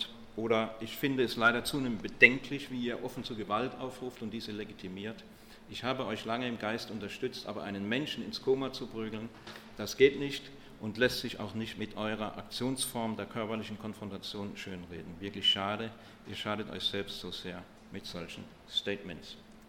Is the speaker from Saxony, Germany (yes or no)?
no; Stuttgart, Baden-Württemberg, Germany; ich komme aus Stuttgart